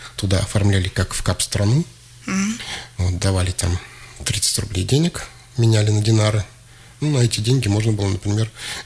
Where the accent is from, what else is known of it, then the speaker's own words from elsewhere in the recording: Krasnoyarsk, Krasnoyarsk Krai, Russia; born there; Вообще я родился в Красноярске.